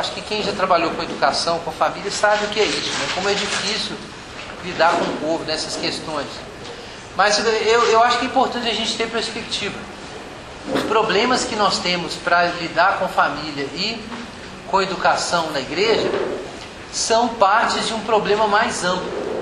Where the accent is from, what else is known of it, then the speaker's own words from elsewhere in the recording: Belo Horizonte, Minas Gerais, Brazil; sou aqui de Belo Horizonte e pastor batista.